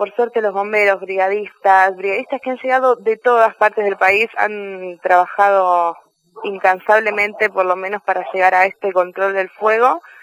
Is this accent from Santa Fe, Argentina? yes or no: no; Buenos Aires, Argentina; de hecho yo vengo de Buenos Aires